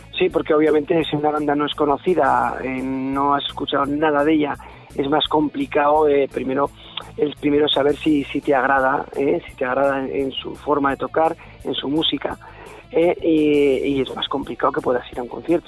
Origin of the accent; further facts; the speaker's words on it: Miranda de Ebro, Castile and León, Spain; nosotros somos de Miranda de Ebro, en la provincia de Burgos